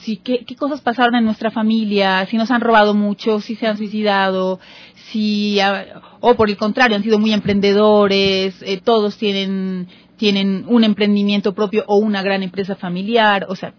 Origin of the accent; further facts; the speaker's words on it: Colombia; Yo soy una psicóloga colombiana, tengo 43 años, soy madre de dos niños.